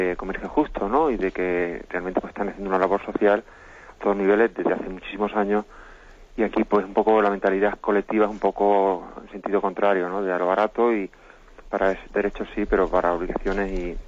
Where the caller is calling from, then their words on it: Alicante, Valencian Community, Spain; de Alicante.